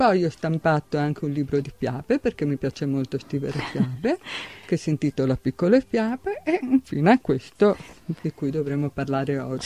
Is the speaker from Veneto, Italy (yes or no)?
yes; Mestre, Veneto, Italy; now in Martellago, Italy; Ma io adesso sono residente da diversi anni a Martellago, però sono di Mestre. Sono nata a Mestre e ho vissuto anche là i primi anni della mia vita.